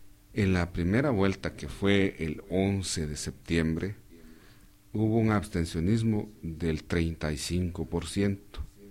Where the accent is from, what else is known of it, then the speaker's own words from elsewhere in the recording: Quiché, Guatemala; Yo soy del departamento del Quiché y mi pueblo es Quiché